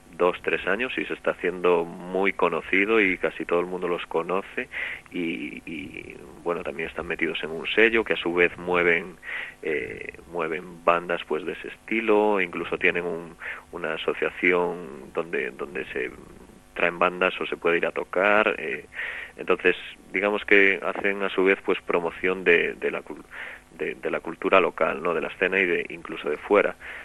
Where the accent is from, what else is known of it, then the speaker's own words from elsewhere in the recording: Galicia, Spain; yo soy gallego y entonces pues me es mucho más cercano